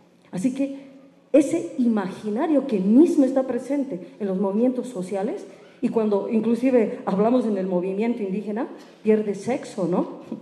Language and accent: Spanish; La Paz, Bolivia; vengo de Choqueago Marca, La Paz